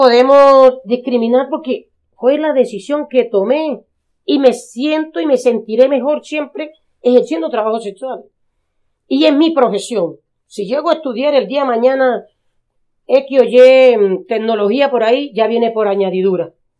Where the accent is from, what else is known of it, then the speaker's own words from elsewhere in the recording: Corozal, Sucre, Colombia; born there; nacida en Corozal, Sucre.